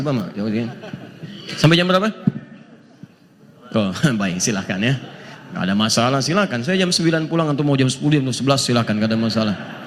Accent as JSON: {"language": "Indonesian", "town": "Antapani", "region": "West Java", "country": "Indonesia", "said": "Saya dari Antapani, bisa mengandung, melahirkan tanpa ada seorang ayah."}